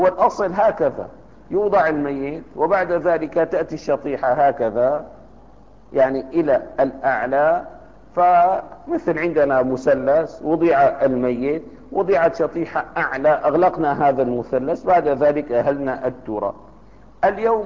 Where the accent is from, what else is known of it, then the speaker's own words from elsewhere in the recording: Damascus, Damascus Governorate, Syria; عندنا في دمشق لكفت أهل دمشق مرات ومرات